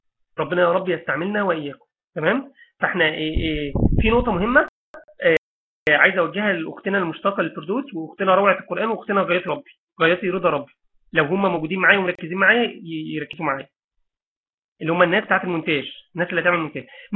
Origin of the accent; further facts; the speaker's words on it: Mansoura, Dakahlia, Egypt; فمثلا انا، مثلا انا من المنصوره